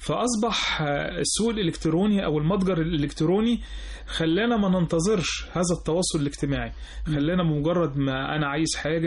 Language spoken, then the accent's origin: Arabic; Egypt; كنا كمصريين، لا مش مصريين، كنا كمستهلكين